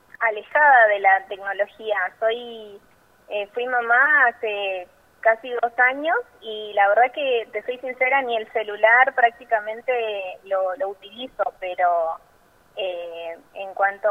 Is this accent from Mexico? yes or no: no; Chaco, Argentina; also born or lived in Corrientes; Nací en Corrientes, capital. Y bueno, a los pocos tiempos de nacimiento fui a vivir a la provincia del Chaco, que es ahí muy cerquita, y bueno, crecí ahí en Chaco.